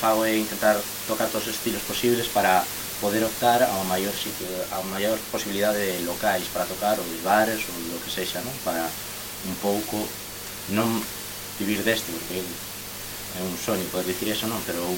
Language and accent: Galician; Vigo, Galicia, Spain; now in Santiago de Compostela, Spain; eu non son de Santiago, son de Vigo